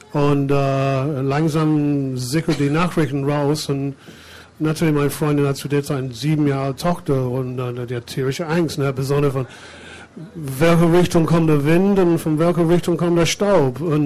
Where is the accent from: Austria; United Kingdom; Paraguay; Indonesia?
United Kingdom; England; German is a second language; now in Germany; ich bin Engländer, ich bin seit 79 hier in Deutschland, aber es ist eine total andere Kultur.